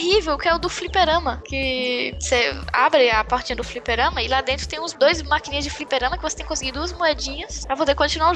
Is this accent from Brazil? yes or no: yes; Brazil; Aí eu, como brasileiro, fico, cara, eu não gosto de bossa nova